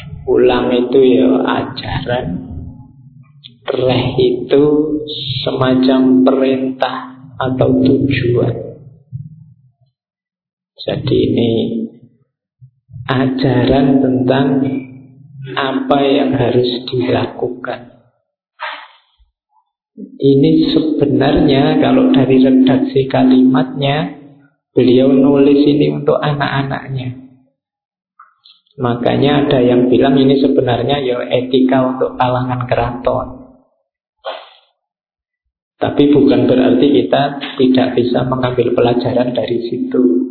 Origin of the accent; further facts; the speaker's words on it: Java, Indonesia; karena saya orang Jawa ya yang diangkat Jawa-Jawa.